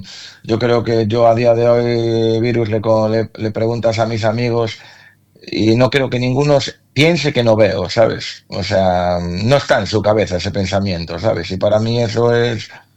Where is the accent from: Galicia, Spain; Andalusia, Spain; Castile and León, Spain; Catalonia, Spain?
Galicia, Spain; A Coruña; Igual en Madrid también, si nosotros somos de Coruña, es difícil que metamos gente en una sala